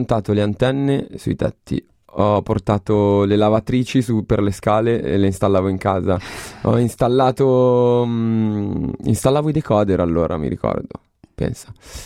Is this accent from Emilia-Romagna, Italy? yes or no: no; Milan, Lombardy, Italy; ho 27 anni, vengo dalla periferia di Milano